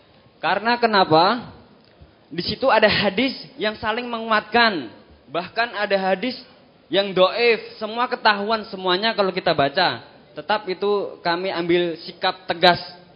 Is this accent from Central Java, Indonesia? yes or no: yes; Sragen, Central Java, Indonesia; Perkenalkan … Saya dari Sragen, cabang Rampal 2.